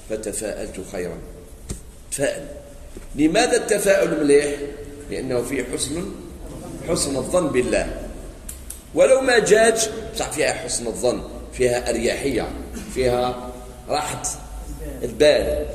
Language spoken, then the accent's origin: Arabic; Algeria; كاين واحد عند بعض المناطق عندنا في الجزائر